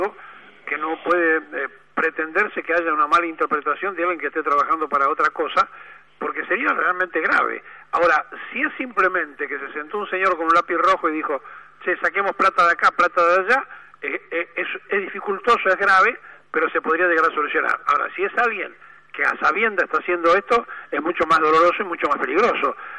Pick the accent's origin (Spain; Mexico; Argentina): Argentina; nos importa como argentinos que el INTA funcione bien